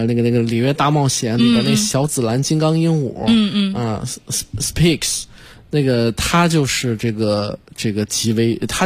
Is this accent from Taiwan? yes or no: no; China; 那是我们中国人我们中国老百姓也好啊